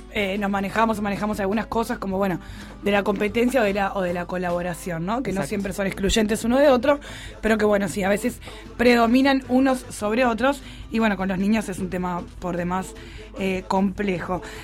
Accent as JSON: {"language": "Spanish", "country": "Uruguay", "said": "en el fútbol yo soy Uruguay porque no soy argentino. Soy Uruguay porque no soy chileno."}